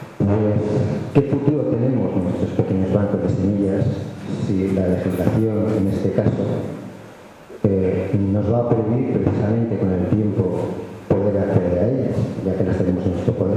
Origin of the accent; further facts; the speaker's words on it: Aragon, Spain; vengo del Pirineo Central, de la provincia de Huesca. Soy de una comarca, de la comarca de Solarbe, cerca del Parque Nacional de Olivos.